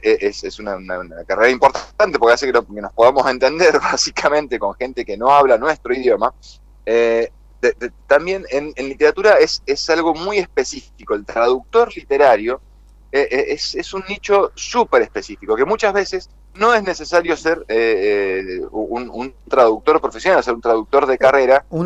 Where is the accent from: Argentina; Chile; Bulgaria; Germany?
Argentina; tenemos el orgullo, así como argentinos, campeones del mundo